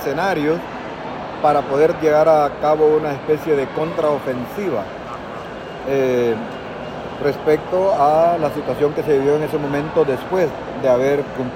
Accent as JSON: {"language": "Spanish", "country": "Honduras", "said": "a nuestra historia, a nosotros como hondureños"}